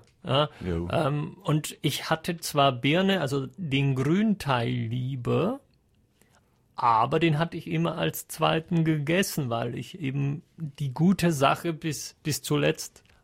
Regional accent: Germany; now in Austria; ich als Deutscher hier in Österreich relativ oft mit sowas konfrontiert werde.

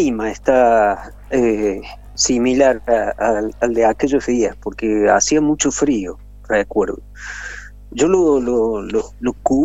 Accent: Cruz del Eje, Córdoba, Argentina; born there; como yo soy nacido en Cruz del Eje, ya venía trabajando esos temas de conflicto social

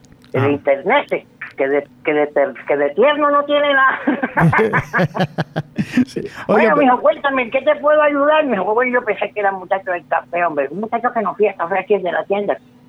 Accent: Córdoba, Colombia; yo soy de origen turco. Yo voy así como que en la parte esa entre lo turco y lo del Sinú. Pues, orgullosamente aquí el Sinú

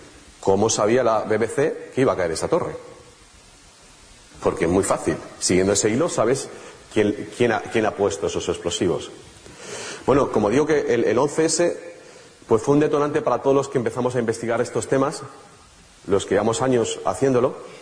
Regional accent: Spain; nosotros como españoles nos llega especialmente

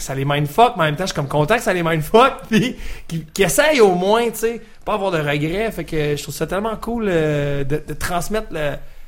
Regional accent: Canada; nous, on est des Canadiens

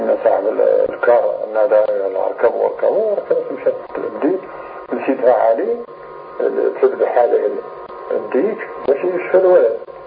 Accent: Morocco; وكانت عندنا في المغرب عادة قبيحة جدا

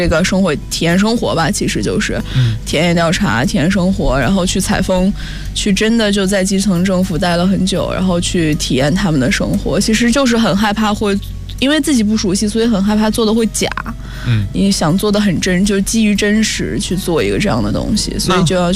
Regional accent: Shanxi, China; 因为我本身是山西人，祖籍是山西太原

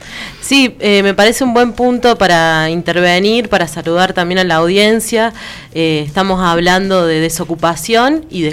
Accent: Huerta Grande, Córdoba, Argentina; cuando empecé a integrar una comparsa en la plaza de mi pueblo, cuando empezamos a luchar por la vuelta del carnaval en Huerta Grande

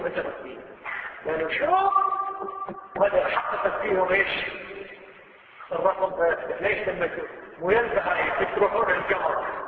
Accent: Kuwait; شوف اي مستشفى عندنا في الكويت

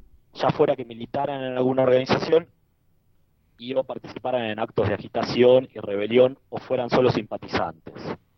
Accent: Argentina; now in Germany; menciono que así aprendí a ser en mi tierra, Argentina, recibo comentarios como: bueno, pero ahora estás en Alemania.

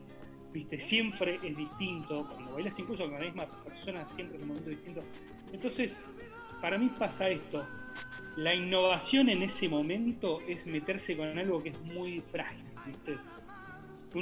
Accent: Neuquén, Argentina; now in Buenos Aires, Argentina; venimos de Neuquén, loco, venimos a Buenos Aires, nos apuntamos al mundo

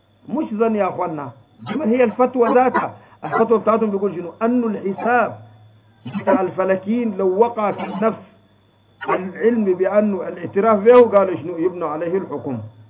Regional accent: Egypt; قال أنه المجلس بتاع افتهينا عندنا في مصر لم تثبت له رؤية الهلال

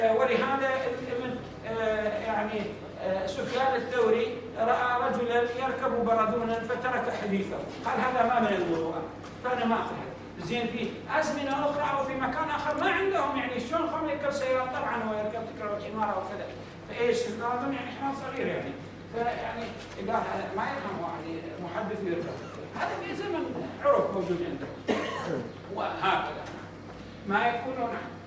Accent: Mosul, Nineveh, Iraq; حتى نحن الآن عندنا في الموصل

